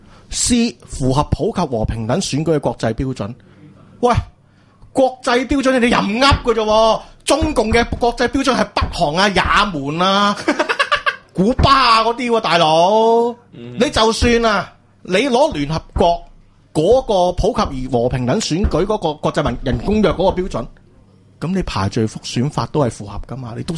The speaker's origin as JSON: {"language": "Cantonese", "country": "Hong Kong", "said": "我前世或者我香港人"}